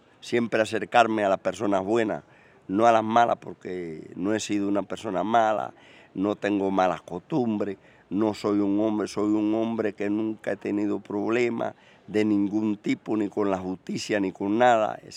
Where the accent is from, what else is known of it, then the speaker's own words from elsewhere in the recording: Cuba; porque yo amo a Cuba y soy cubano